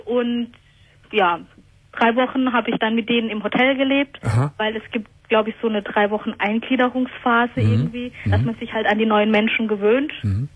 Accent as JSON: {"language": "German", "town": "Rio Bueno", "region": "Los Ríos", "country": "Chile", "said": "Genau, meine Wurzeln, die liegen in Chile. Also besser gesagt, ich komme aus Rio Bueno"}